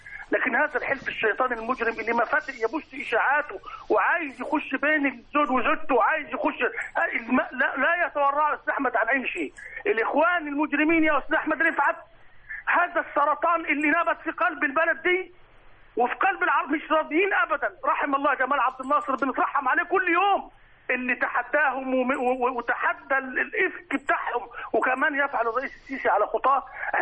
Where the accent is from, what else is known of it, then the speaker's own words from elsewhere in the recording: Egypt; متمسك برئيسه متمسك بيشه عشان احنا مصريين